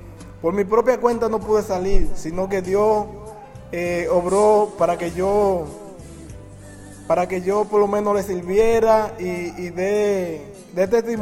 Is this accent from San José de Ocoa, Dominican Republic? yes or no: no; Barahona, Dominican Republic; llegué al sitio donde iba, de Barahona, que es mi sitio, mi tierra natal, hasta Samaná.